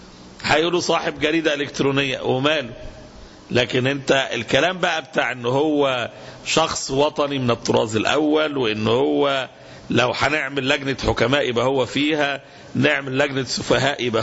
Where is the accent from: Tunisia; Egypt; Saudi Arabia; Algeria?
Egypt; احنا عندنا في مصر في الظروف الحالية المعركة بفضل الله يدركها عامة الناس